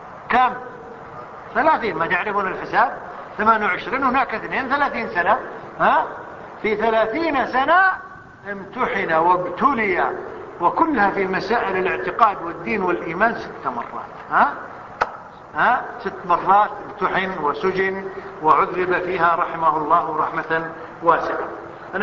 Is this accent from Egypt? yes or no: no; Kuwait; حتى عندنا في الكويت